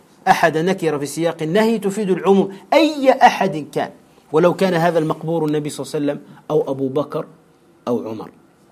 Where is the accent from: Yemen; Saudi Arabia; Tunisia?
Tunisia; هذا خاصة عندنا في تونس بشكل عجيب